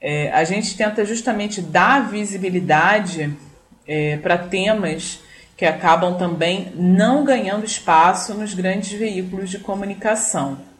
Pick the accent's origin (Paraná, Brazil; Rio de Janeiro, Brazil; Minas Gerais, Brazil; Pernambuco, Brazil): Rio de Janeiro, Brazil; accent: southeast Rio de Janeiro; o nosso sotaque aqui da região sudeste do Rio de Janeiro